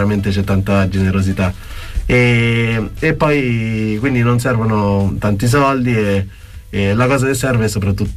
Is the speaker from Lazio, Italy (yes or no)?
yes; Latina, Lazio, Italy; Cioè anch'io sono emigrato da Latina